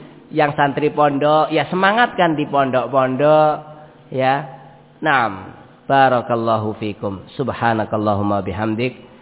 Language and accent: Indonesian; Ambon, Maluku, Indonesia; padahal saya asli orang Ambon